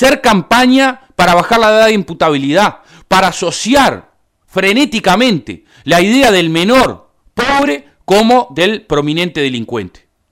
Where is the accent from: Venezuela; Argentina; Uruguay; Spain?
Uruguay; Somos todos los uruguayos los propietarios de las frecuencias.